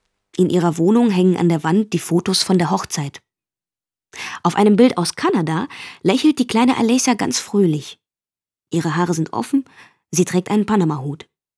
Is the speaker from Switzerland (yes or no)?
no; Belarus; now in Germany; Als Kind wollte ich meine Heimat nie verlassen und heute lebe ich in einem fremden Land. Ich vermisse meine Eltern und die Heimat, obgleich ich mir ganz im Klaren bin, dass ich in Deutschland einen höheren Lebensstandard und bessere berufliche Perspektiven als in Weißrussland habe.